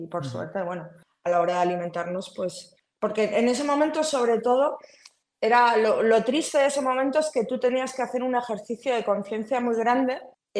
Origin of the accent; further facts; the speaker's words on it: Castile and León, Spain; yo soy de un pueblo muy cerca de Tordesillas, ¿no? De la España profunda. Y a mí me ha pasado volver a mi pueblo, ¿no? En Navidad con mi familia y tal.